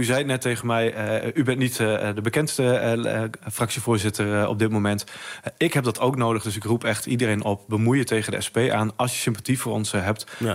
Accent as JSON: {"language": "Dutch", "region": "Groningen", "country": "Netherlands", "said": "Raakt mij als Groninger ook iedere dag als ik haar hoor spreken"}